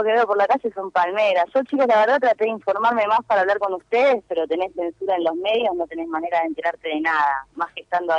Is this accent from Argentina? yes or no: yes; Argentina; Yo no sé si fue a mí porque soy argentina